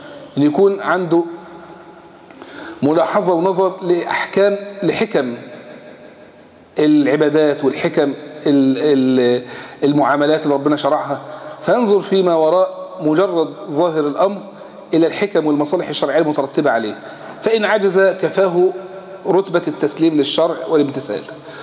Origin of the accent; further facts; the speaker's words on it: Egypt; اسهل حاجة عندنا في مصر يقول يا شيخ